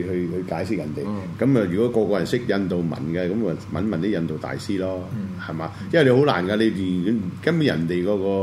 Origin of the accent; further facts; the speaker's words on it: China; 我中國人嘅，我只能夠睇翻中國人嘅文化。